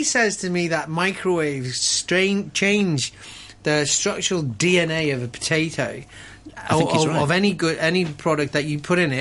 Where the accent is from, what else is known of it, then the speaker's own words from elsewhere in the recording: Liverpool, North West England, United Kingdom; moved away; I remember, like, growing up in Liverpool and having these things that were called sausage rolls.